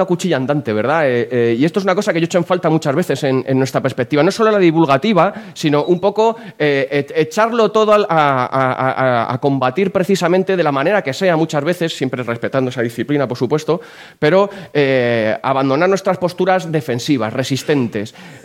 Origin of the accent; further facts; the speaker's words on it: Aranjuez, Community of Madrid, Spain; Yo, pues bueno, soy de Aranjuez